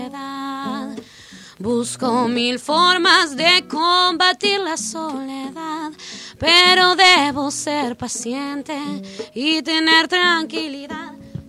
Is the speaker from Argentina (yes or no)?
yes; Paraná, Entre Ríos, Argentina; Nosotras somos amigas de Paraná, somos de Entre Ríos, nosotras dos